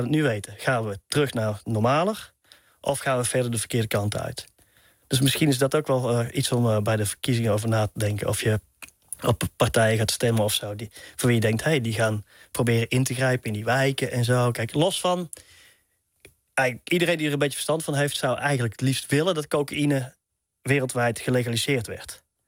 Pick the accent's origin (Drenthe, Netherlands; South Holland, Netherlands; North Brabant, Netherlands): North Brabant, Netherlands; Tilburg; Een heel groot pand hadden we dan in Tilburg, waar ik vandaan kom.